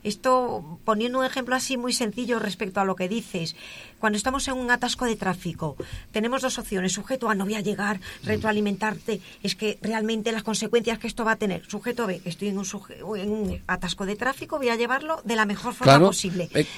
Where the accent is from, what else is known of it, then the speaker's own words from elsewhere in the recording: Galicia, Spain; now in Madrid, Spain; Yo vivo en Madrid, pero soy gallega.